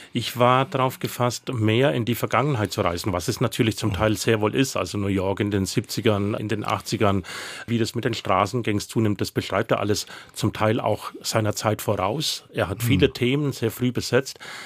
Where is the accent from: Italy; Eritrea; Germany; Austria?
Germany; Bavaria; Also ich bin im Allgäu aufgewachsen